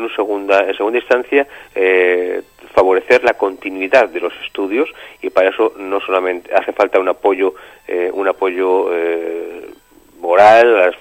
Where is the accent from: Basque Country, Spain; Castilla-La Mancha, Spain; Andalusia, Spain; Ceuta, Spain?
Basque Country, Spain; somos gitanos y somos vascos, no somos gitanos que venimos de fuera, somos gitanos y somos vascos también, llevamos 500 años en Euskal Herria